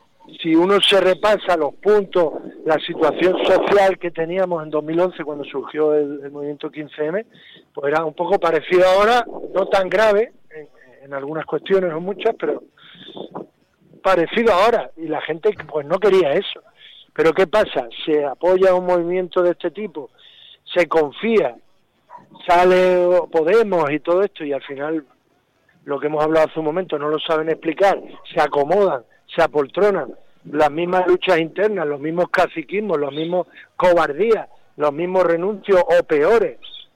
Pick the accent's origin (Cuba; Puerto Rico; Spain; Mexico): Spain; Andalusia; Yo soy de Andalucía, estuve ahora hace unas semanas por allí viendo a la familia y demás. En Andalucía, que es muy rural, es muy rural